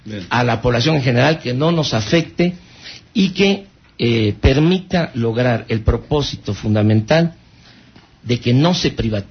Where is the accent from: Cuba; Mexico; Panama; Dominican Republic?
Mexico; Tepetitán, Tabasco; Yo soy de Tepetitán.